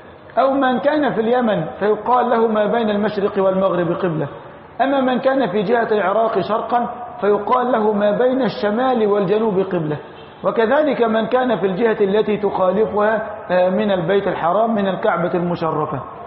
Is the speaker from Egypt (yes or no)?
yes; Egypt; نحن الآن في موضعنا هذا من بلدتنا مصر اتجاهنا الجنوب الشرقي